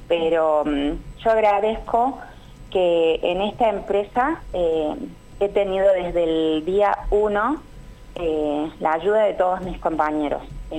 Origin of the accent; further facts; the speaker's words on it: Córdoba, Argentina; La verdad que yo soy de Córdoba